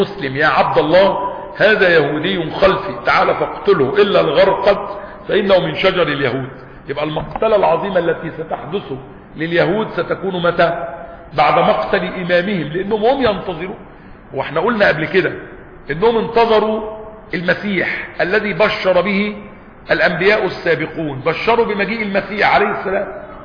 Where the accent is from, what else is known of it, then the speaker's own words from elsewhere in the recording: Egypt; وحتى عندنا في مصر وبلادنا يقول لك ولاد اصول